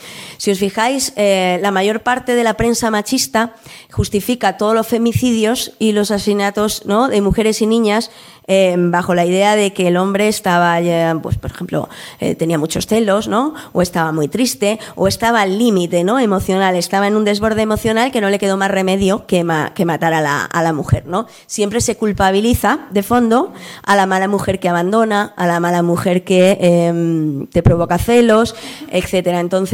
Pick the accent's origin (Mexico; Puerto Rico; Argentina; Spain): Spain; Madrid, Community of Madrid; Yo vengo del barrio de Aluche y, bueno, barrio obrero, ¿no?, del sur de Madrid